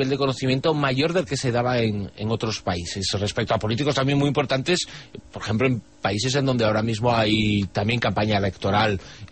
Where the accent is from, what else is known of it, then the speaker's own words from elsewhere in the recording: Spain; quedé realmente como español muy orgulloso de nuestros compatriotas